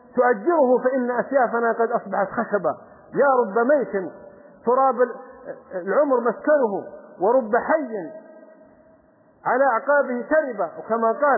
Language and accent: Arabic; Saudi Arabia; يقولوا في بلدة عندنا في السعودية كان ينبهون على الناس